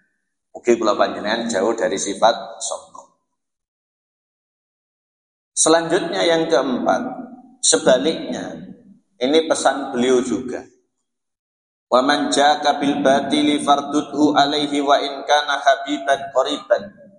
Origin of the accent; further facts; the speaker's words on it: Java, Indonesia; apalagi kita orang Jawa, enak enggak enak ngene wong